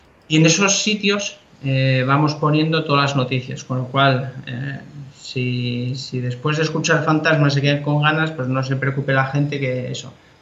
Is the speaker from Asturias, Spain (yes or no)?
yes; Asturias, Spain; Hay alguna cerrada, pero la hay por aquí, por mi tierra, por Asturias.